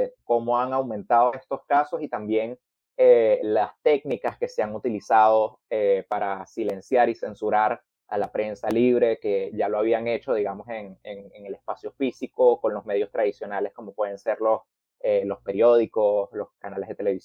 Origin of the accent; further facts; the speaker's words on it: Caracas, Capital District, Venezuela; yo soy de Caracas, Venezuela.